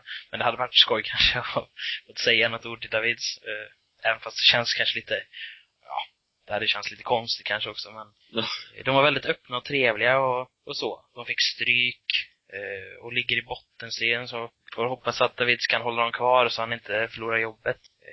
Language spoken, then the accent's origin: Swedish; Sweden; Jag kanske inte är rätt målgrupp eftersom att jag är från Sverige och inte brukar vara här så ofta.